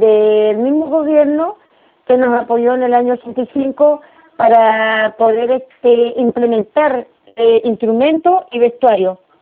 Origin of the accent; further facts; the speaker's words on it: Los Lagos, Chile; born there; now in Punta Arenas, Chile; Soy nacida en Chiloé. Me vine hace 33 años a Punta Arenas.